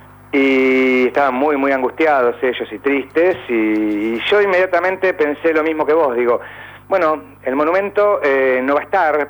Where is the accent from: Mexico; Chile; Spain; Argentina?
Argentina; en una ciudad moderna, nuestra capital, de como argentinos